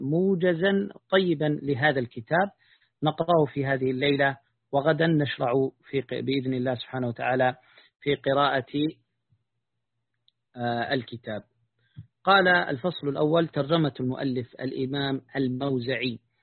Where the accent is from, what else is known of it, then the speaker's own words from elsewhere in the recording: Taiz Governorate, Yemen; وأنا من قريتي، من مشارف جبال قريتي المشاولة، أرى حدود موزع، يعني فكأن بيننا وبينها قرابة 20 كيلا